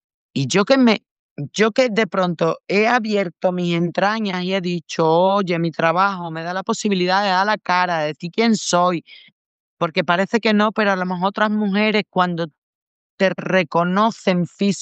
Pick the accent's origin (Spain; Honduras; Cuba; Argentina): Spain; Almendralejo, Extremadura; Villafranca de los Barros, que es un pueblito de aquí de Extremadura cerca de mi pueblo, de Almendralejo